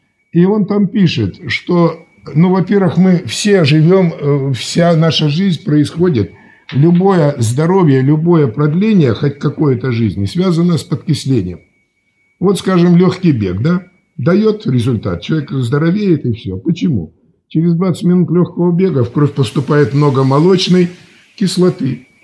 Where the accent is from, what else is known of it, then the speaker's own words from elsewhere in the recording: Siberia, Russia; У нас всегда в Сибири, я сам сибиряк